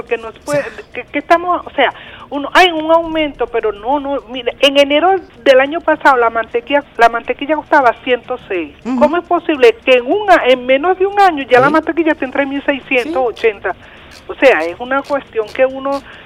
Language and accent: Spanish; Caracas, Capital District, Venezuela; Yo también soy de aquí, de Catia.